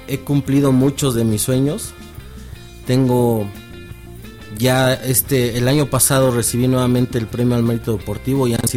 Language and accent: Spanish; Pachuca, Hidalgo, Mexico; Pachuca, Hidalgo.